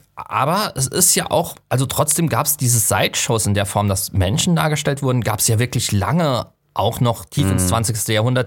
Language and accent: German; Southwest Germany, Germany; ich komme ja aus dem Südwesten und im Südwesten gibt es ja eine starke Rummel-Jahrmarkt-Tradition.